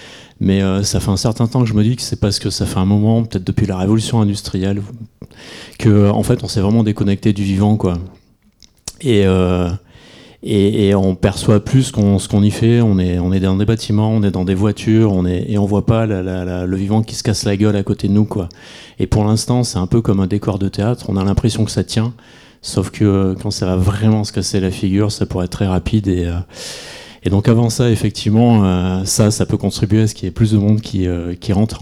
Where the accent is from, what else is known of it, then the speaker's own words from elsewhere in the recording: Cornas, Auvergne-Rhône-Alpes, France; parce que je viens de Cornas, un village qui est juste à côté de Saint-Péret.